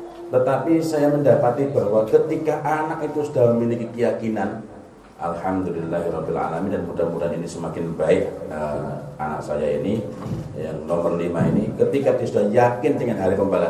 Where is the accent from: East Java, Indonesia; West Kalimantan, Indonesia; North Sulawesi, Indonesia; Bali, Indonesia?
East Java, Indonesia; Jombang; Saya dari Jombang ya, tahu Jombang ya, banyak orang antik dari sana.